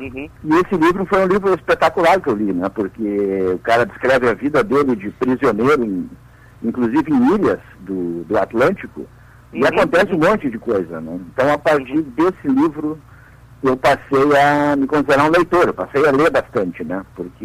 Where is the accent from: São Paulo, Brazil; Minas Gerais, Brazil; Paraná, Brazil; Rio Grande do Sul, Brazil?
Rio Grande do Sul, Brazil; Porto Alegre; Sim, eu sou aqui de Porto Alegre, né?